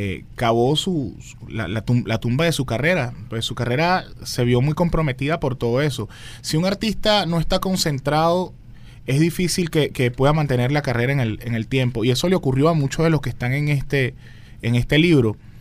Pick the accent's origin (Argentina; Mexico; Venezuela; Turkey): Venezuela; La Guaira; la gente de La Guaira, de donde yo soy